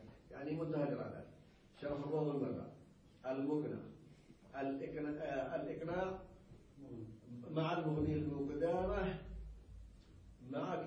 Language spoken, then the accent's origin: Arabic; Yemen; عندنا في اليمن هنا كان القضاء إلى وقت قريب